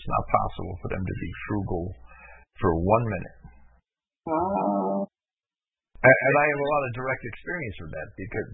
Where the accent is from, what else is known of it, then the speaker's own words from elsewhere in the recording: Jersey City, New Jersey, United States; I grew up in Jersey City, and I saw the entire seedy side of life